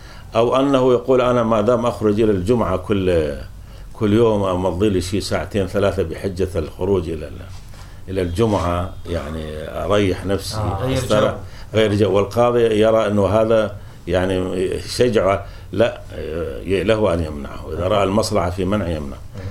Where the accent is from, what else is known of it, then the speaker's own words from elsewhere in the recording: Syria; ولذلك حتى عندنا في سوريا